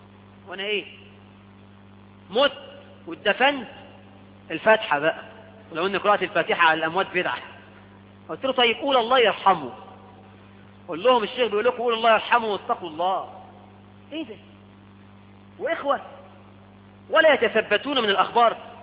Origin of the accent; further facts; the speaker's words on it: Egypt; احنا عندنا في مصر